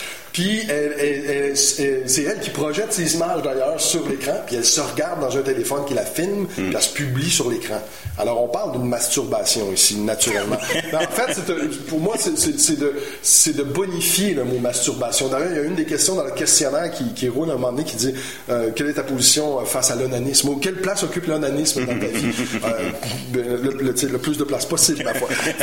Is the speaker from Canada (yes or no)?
yes; Montreal, Quebec, Canada; il y a beaucoup d'anglicisme dans ce que je dis, je suis montréalais très assumé